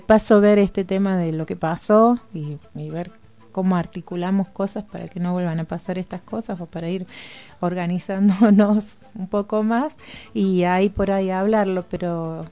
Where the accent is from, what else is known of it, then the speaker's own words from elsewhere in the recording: Córdoba, Argentina; Claro, soy de Córdoba, sí.